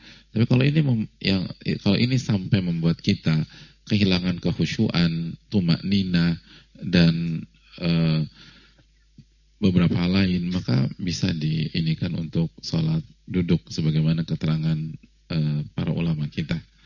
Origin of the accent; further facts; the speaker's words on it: Yogyakarta, Special Region of Yogyakarta, Indonesia; Saya dari Jogja dan ibu dari Lampung.